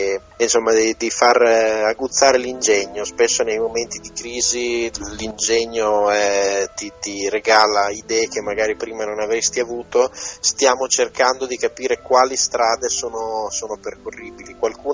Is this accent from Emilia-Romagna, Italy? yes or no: yes; Bologna, Emilia-Romagna, Italy; A Bologna direbbero, visto che io sono bolognese